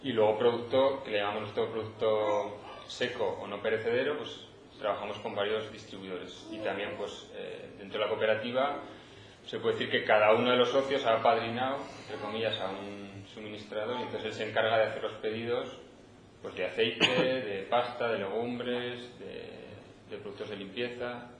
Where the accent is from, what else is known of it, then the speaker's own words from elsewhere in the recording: Aragon, Spain; como hay gente que somos de la Magdalena, que estamos subiendo a Torrero por los productos